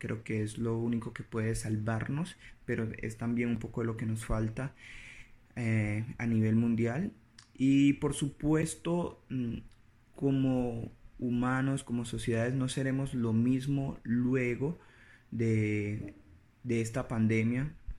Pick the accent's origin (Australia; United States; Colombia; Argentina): Colombia; como colombianos somos una sociedad carente de disciplina